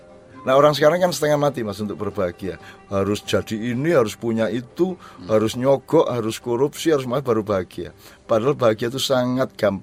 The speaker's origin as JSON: {"language": "Indonesian", "town": "Jombang", "region": "East Java", "country": "Indonesia", "tie": "born or raised there", "also_born_or_lived": "Gontor", "said": "Jadi kelas 5 dan kelas 6 SD saya pindah dari Jombang ke Gontor."}